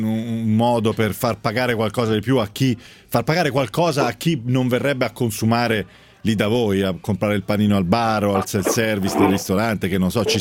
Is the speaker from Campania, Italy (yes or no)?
no; Tuscany, Italy; che si paga anche in Toscana dalle mie parti, 15 euro.